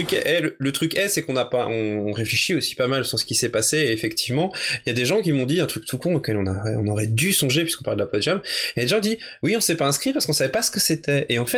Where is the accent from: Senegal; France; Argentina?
France; Pontmain, Pays de la Loire; c'était sur mon village natal qui s'appelle Pontmain.